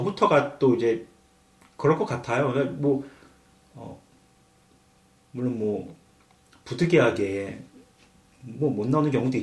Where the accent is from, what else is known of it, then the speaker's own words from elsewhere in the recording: South Korea; 제가 이제 저도 한국 사람이지만